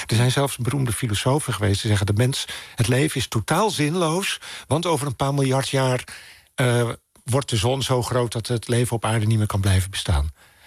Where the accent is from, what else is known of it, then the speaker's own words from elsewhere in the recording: Maarssen, Utrecht, Netherlands; ik hoor dat het niet de kerk van Maarsen is waar ik ben opgegroeid.